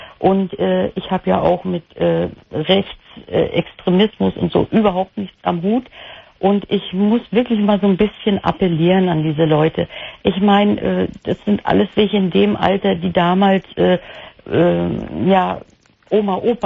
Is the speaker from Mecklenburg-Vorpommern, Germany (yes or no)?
yes; Mecklenburg-Vorpommern, Germany; Mecklenburg-Vorpommern.